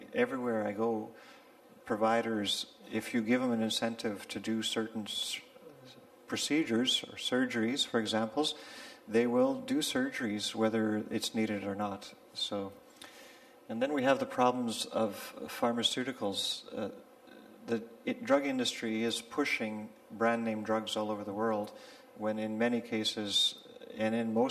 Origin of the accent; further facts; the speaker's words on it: Canada; As Craig mentioned, I'm from Canada.